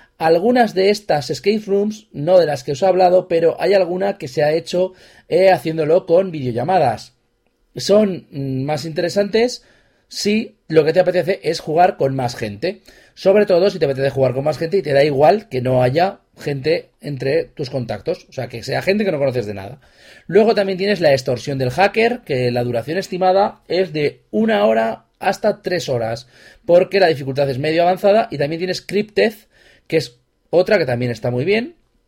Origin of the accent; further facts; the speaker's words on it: Zaragoza, Aragon, Spain; Los que somos de Zaragoza y nos gustan las escape rooms